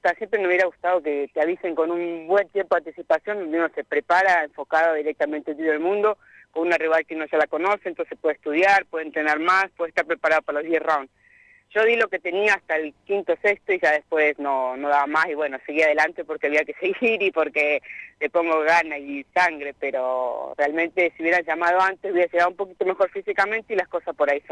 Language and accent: Spanish; Anguil, La Pampa, Argentina; hacer un festival en Anguil para que vaya la gente y para, por supuesto, pelear en mi pueblo.